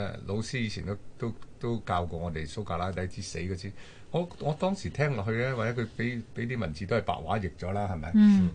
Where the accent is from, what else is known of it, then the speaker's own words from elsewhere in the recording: Guangdong, China; 嗱，好似我哋廣東人啊，咁恭喜發財啊